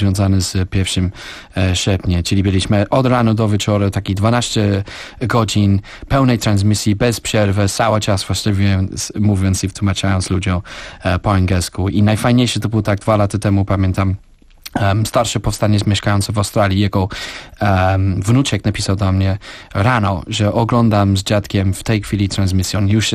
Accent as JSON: {"language": "Polish", "country": "United Kingdom", "second_language": "Polish", "lives_now": "Poland", "said": "byłem Brytyjczykiem, urodziłem się w wolnym kraju, który cieszył się z 1000 lat wolności, suwerenności i tak dalej."}